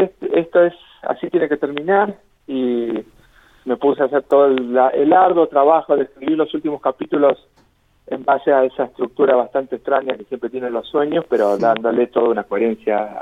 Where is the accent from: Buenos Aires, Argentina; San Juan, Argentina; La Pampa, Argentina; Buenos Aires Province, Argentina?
La Pampa, Argentina; Ingeniero Luiggi; moved away as an adult; Sí, sí. Soy el pampeano de Ingeniero Luigi.